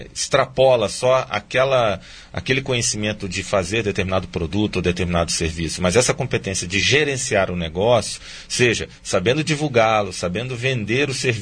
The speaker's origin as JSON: {"language": "Portuguese", "region": "Rio de Janeiro", "country": "Brazil", "lives_now": "Foz do Iguaçu, Brazil", "said": "eu vim do Rio de Janeiro, né"}